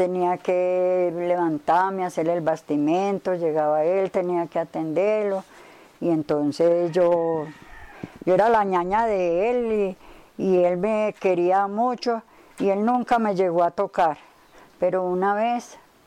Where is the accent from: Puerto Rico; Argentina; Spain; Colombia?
Colombia; Rionegro; born there; Yo nací por allá más arriba. Yo nací en Río Negro. Yo nací en Río Negro.